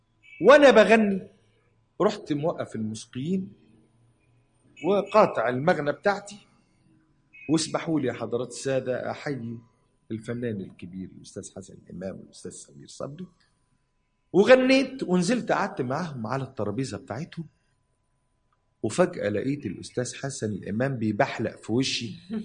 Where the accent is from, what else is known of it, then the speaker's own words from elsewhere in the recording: Cairo, Cairo Governorate, Egypt; وأنا ابن البلد، ابن حي الضرب الأحمر.